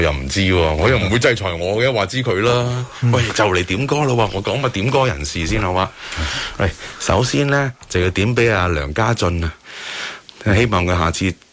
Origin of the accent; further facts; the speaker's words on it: Hong Kong; 因为大部分我哋香港人都去咗英国啊嘛。